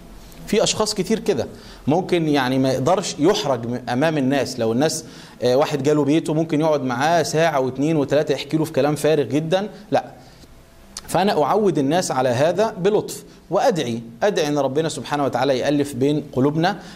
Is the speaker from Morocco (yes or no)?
no; Egypt; يعني مثلا احنا عندنا في مصر ممكن الراجل عشان يزوج بنته بيروح يا اما يسرق يا اما ياخد قرض ربوي